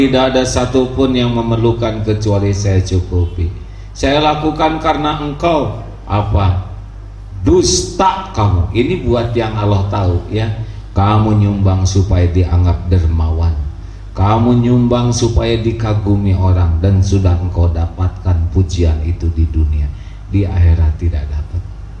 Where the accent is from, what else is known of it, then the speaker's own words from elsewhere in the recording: Bandung, West Java, Indonesia; Saya dari Bandung, sedang kurang sehat.